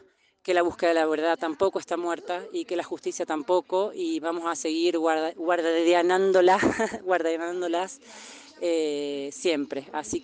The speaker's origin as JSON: {"language": "Spanish", "town": "Valle Fértil", "region": "San Juan", "country": "Argentina", "said": "soy vecina de Valle Fértil, de San Juan"}